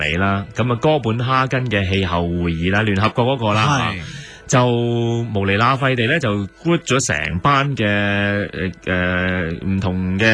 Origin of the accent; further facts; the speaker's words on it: Hong Kong; 你可想而知我哋香港人對呢樣嘢比較